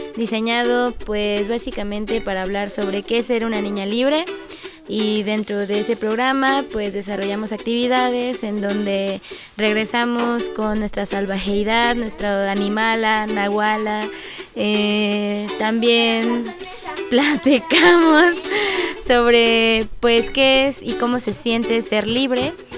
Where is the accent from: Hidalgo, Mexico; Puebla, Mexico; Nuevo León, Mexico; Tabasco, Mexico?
Puebla, Mexico; vengo de Puebla